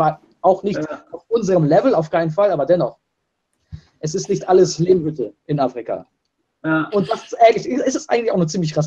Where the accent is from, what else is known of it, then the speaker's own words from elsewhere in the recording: Russia; Leo und ich, wir kommen beide aus Russland